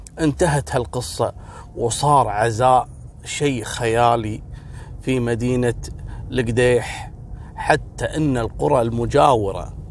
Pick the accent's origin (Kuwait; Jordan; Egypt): Kuwait; سبحان الله، مثل ما حصل عندنا في الكويت التدافع هذا